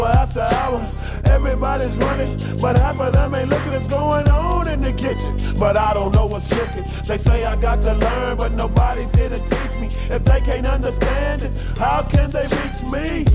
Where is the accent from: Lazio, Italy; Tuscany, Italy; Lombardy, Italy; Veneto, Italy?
Tuscany, Italy; Florence; io vengo da Firenze, alla fine alle brutte puoi sempre tornare in un posto meraviglioso come Firenze